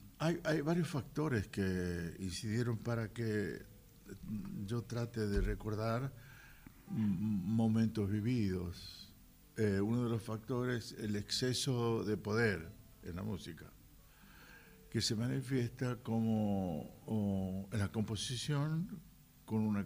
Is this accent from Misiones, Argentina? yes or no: no; Salta, Argentina; No podría ser yo un japonés, nunca, jamás. Soy de Salta. Ni un alemán, ni una otra cosa que lo que soy.